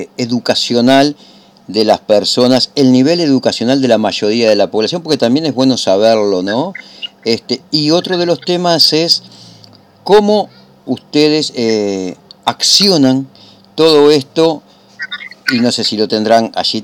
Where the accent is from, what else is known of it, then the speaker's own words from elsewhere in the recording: Uruguay; como también las tenemos aquí en mi país, en Uruguay